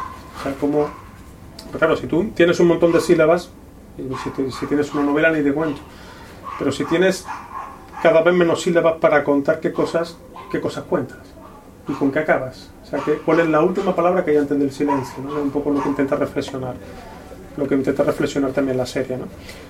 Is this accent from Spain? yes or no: yes; Córdoba, Andalusia, Spain; como cordobés, senequista que soy, sé muy bien